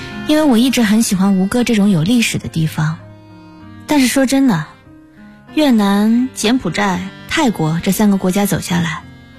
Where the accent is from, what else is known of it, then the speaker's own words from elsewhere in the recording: China; now in Vietnam; 医院看我是中国人，就打电话给我找了一个翻译